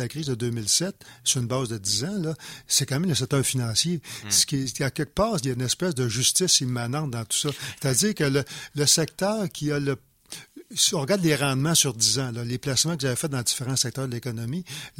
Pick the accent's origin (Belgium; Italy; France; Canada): Canada; Quebec; parce que je suis Québécois, c'est le gouvernement du Québec